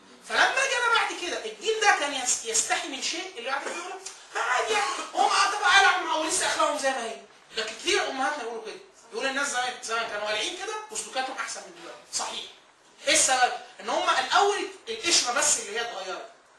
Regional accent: Upper Egypt, Egypt; يعني والدتي انا من الصعيد ومركز من مراكز الصعيد

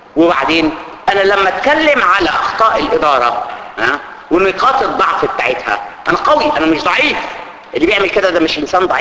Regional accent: Egypt; احنا عندنا في مصر كده

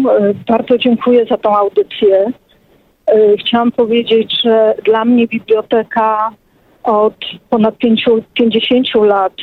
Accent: Warsaw, Masovian Voivodeship, Poland; Ja się też wychowałam na warszawskiej Pradze, urodziłam się na Stalowej, wychowałam się na Brudnie.

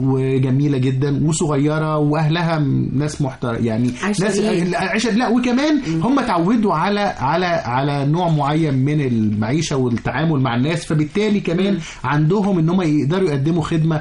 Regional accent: Egypt; إحنا مثلا إحنا كمصريين ممكن نتضايق مثلا من حاجة زي التوك توك

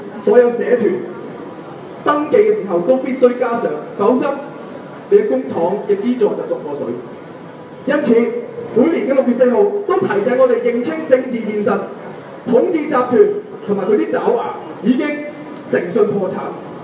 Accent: Macau; 此時此刻我嚟呢度唔係因為我係澳門人，唔係因為我係中國人，而係因為我係一個人。

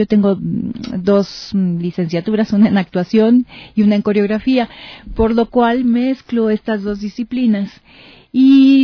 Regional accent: Mexico; En mi país este proyecto pues tiene un apoyo, una beca de las instancias culturales en mi país

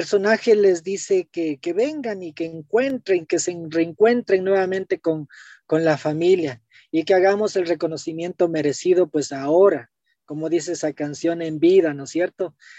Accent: Ecuador; now in Quito, Ecuador; nosotros los quiteños, bueno, yo soy chagra, pero ya me siento más quiteño viviendo más de 40 años acá en Quito.

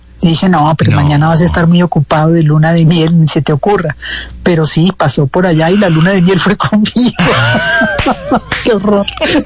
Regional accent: Argentina; now in Colombia; en la época en que yo me vine de Argentina, en el año 70

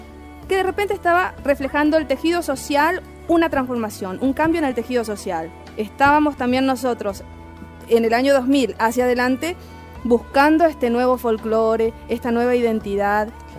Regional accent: Chaco, Argentina; also born or lived in Clorinda, Formosa; Yo soy de Formosa, Clorinda, criada en el Chaco. Diego es de Resistencia Chaco. Y hacemos la música de nuestros pueblos originarios. Yo tengo sangre guaraní

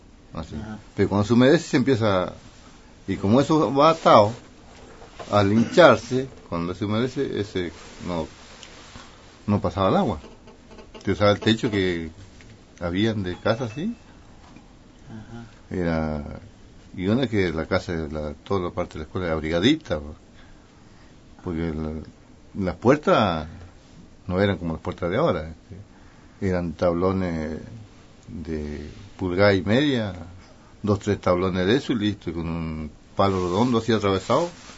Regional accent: Coihue, Los Lagos, Chile; yo fui nacido y criado en el Coihue, acá nomás.

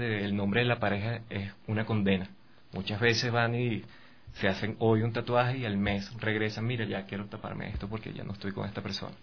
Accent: Venezuela; trabajé con unos chicos allá en mi país, o sea, en Venezuela, en sus tiendas de tatuajes.

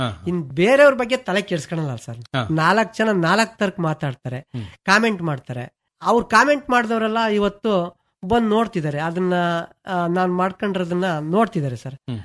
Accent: Madagur, Karnataka, India; ನಮ್ಮ ಮಡಗೂರು ಗ್ರಾಮ ಪಂಚಾಯತ್ ನನ್ನ ಫ್ರೆಂಡ್ಸ್ ನನ್ನ ಸ್ನೇಹಿತರುಗಳಿಗೆ ಪ್ರತಿಯೊಬ್ಬರಿಗೂ ಹೇಳ್ತೀನಿ

